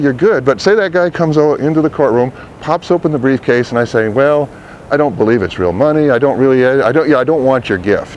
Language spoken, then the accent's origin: English; Massachusetts, United States; Which, by the way, I'm from Massachusetts. Red Sox gets two.